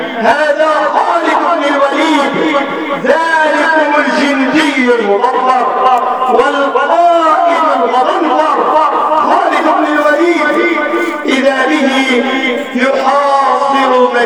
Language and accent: Arabic; Egypt; واجعل بلدنا مصر بلد أمن وأمان